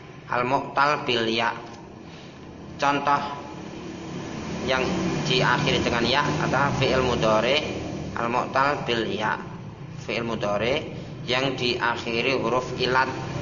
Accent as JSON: {"language": "Indonesian", "region": "Java", "country": "Indonesia", "said": "Kalau kita orang Jawa, apa-apa mudah, sesuai dengan daerahnya masing-masing."}